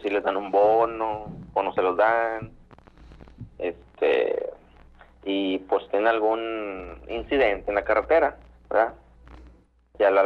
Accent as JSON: {"language": "Spanish", "town": "Monterrey", "region": "Nuevo León", "country": "Mexico", "said": "De Monterrey, Nuevo León."}